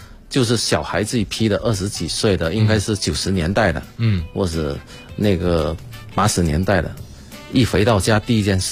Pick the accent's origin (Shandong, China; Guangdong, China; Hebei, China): Guangdong, China; 我们潮汕人是喝白粥